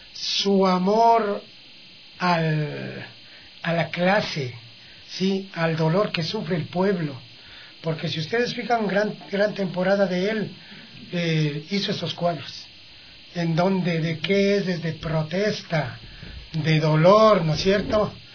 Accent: Checa, Pichincha, Ecuador; born there; Checa es mi terruño, en donde yo nací.

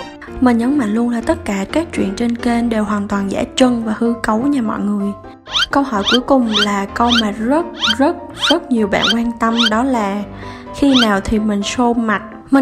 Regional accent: Kon Tum, Vietnam; Mình sinh ra và lớn lên ở Kon Tum.

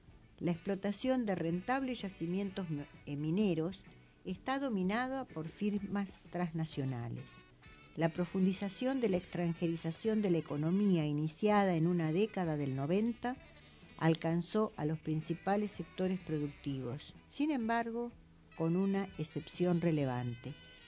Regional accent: Argentina; nosotros como argentinos contamos con la pampa húmeda

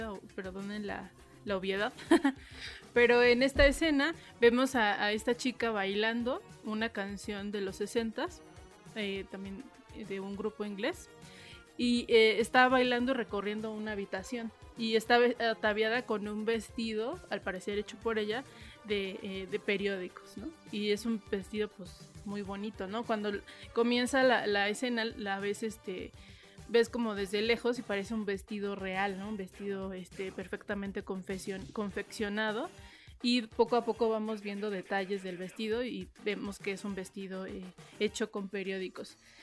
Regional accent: Mexico City, Mexico; para los chilangos a lo mejor no nos parecerá tan violenta esta ciudad, pero sí lo es

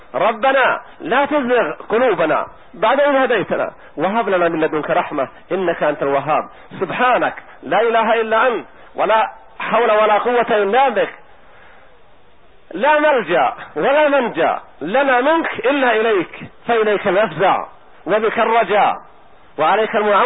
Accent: Palestine; وأهل بلدي فلسطين

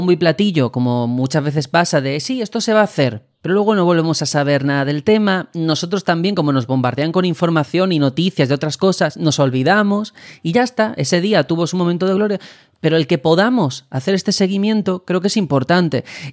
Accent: Spain; Pues yo me siento orgulloso como ciudadano español

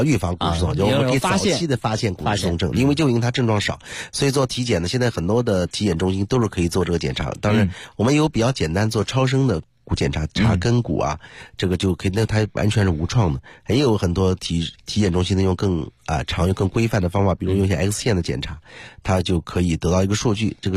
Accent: China; 因为我们中国人的饮食，东方人的饮食吧，普遍的还是缺钙的。

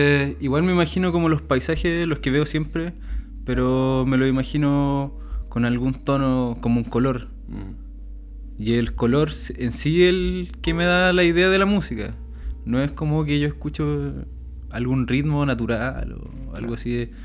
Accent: Talcahuano, Biobío, Chile; Siempre vivo en Talcahuano. Vivo en Salina, ahí apegadito al canal, con la vista todo el día al humedal.

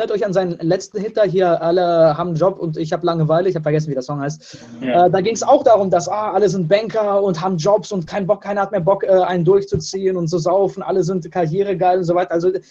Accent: Russia; Leo und ich, wir kommen beide aus Russland

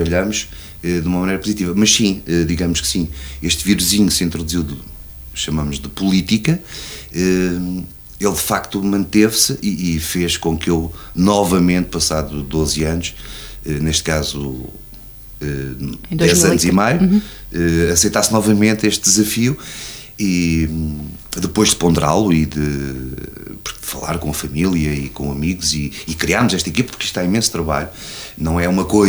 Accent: Oliveira do Hospital, Coimbra, Portugal; now in Bobadela, Portugal; sou natural de Oliveira do Hospital, resido na freguesia da Bobadela há 30 anos

